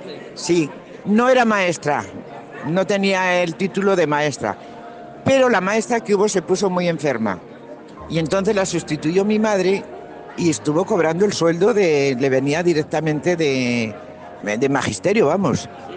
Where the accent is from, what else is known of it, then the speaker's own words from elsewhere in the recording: Berceo, La Rioja, Spain; also born or lived in Nájera; soy nacida aquí en Berceo. Hemos estado aquí viviendo muchísimos años, pues casi toda una vida.